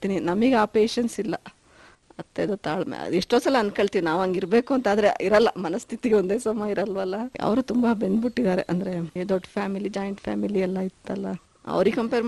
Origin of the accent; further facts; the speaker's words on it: Hassan, Karnataka, India; ನಾನು ಹುಟ್ಟಿ ಬೆಳೆದಿದ್ದು ಹಾಸನ್ನು, ಎಜುಕೇಶನ್ ಎಲ್ಲ ಮೈಸೂರು JSS ವುಮೆನ್ಸ್ ಕಾಲೇಜ್ ಅಲ್ಲಿ ಆಯ್ತು.